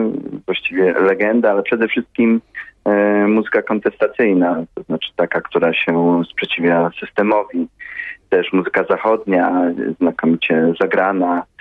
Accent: Rzeszów, Subcarpathian Voivodeship, Poland; Ja jestem z Rzeszowa. Tutaj się uczyłem, tutaj chodziłem do liceum.

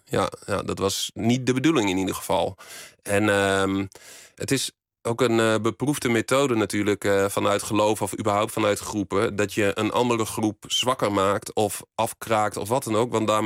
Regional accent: Borne, Overijssel, Netherlands; accent: Twente; Ik kom uit Twente. Dat is misschien nog een beetje te horen in mijn tongval.

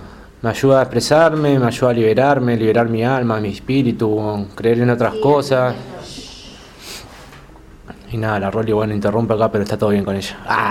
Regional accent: Buenos Aires, Argentina; also born or lived in Bariloche; me crié un poco en Buenos Aires, también en Bariloche, más en Buenos Aires que en Bariloche en mi infancia.

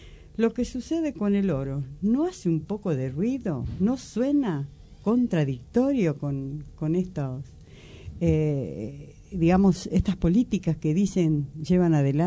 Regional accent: Argentina; cada vez que hablamos de soberanía y todo lo que nos pasa como argentinos

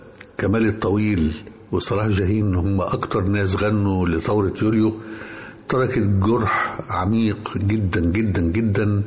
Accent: Egypt; بالهزيمة المريرة اللي مستنا جميعا كمصريين وعرب

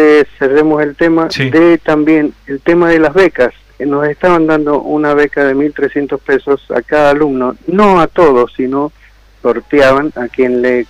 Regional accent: Godoy Cruz, Mendoza, Argentina; Yo soy de Godoy Cruz, quedo fuera.

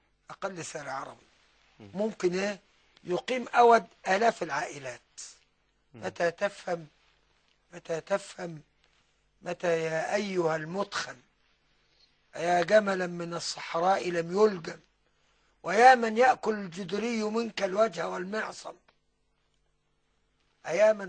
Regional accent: Beni Suef, Beni Suef Governorate, Egypt; ما يشربوش كبير عندنا في بني سويف

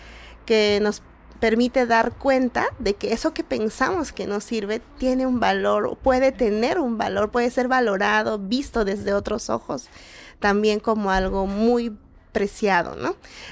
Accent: Ayacucho, Peru; Yo soy de Ayacucho y dirijo proyectos de fomento de lectura

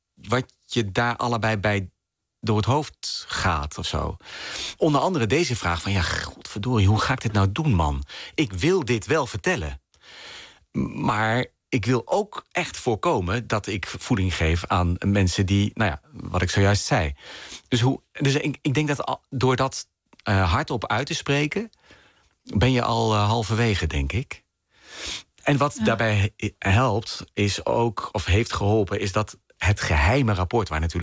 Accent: Arnhem, Gelderland, Netherlands; moved away as an adult; ik ben geboren en opgegroeid in Arnhem en heb daar tot mijn 19e of zo gewoond.

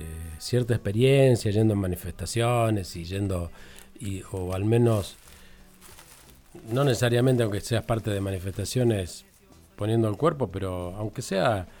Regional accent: Argentina; ese país que nosotros decimos solidario, pacífico, que somos los argentinos

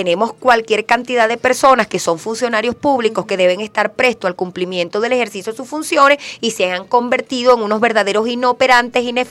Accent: Venezuela; nosotros tenemos que organizarnos como venezolanos y venezolanas

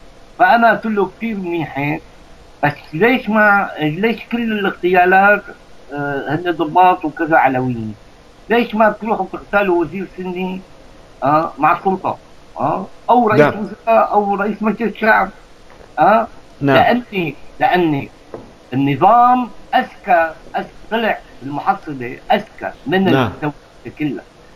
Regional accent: Aleppo, Aleppo Governorate, Syria; نحن اولاد حلب يعني انت بتعرف انا كمان حلبي

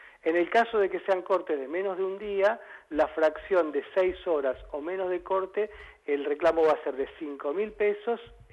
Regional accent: Buenos Aires, Argentina; y eso es porque somos argentinos y porque somos porteños

